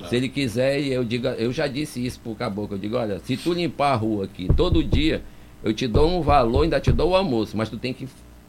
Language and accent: Portuguese; Manaus, Amazonas, Brazil; born there; nossa cidade querida, que eu nasci em Manaus... Daqui não pretendo sair.